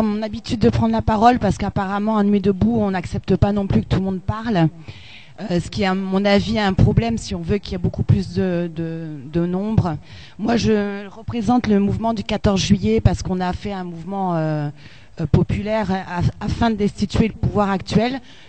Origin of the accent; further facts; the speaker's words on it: Bordeaux, Nouvelle-Aquitaine, France; moi, je viens de la province, je viens de Bordeaux.